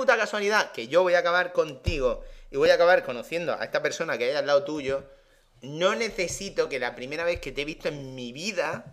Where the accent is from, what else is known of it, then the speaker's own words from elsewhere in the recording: Region of Murcia, Spain; yo soy muy murciano